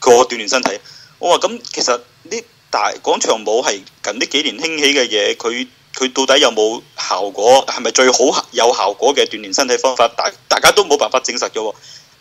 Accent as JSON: {"language": "Cantonese", "country": "China", "said": "我又唔夠膽立亂問人喎、啊，你知唔知道我大陸人嚟噶嘛？"}